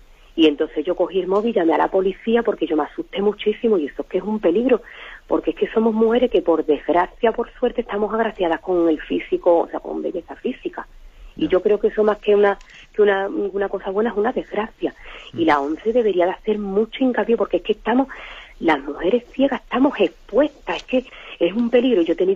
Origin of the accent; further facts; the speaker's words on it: Jerez de la Frontera, Andalusia, Spain; soy la muchachita de Jerez, la muchachita ciega.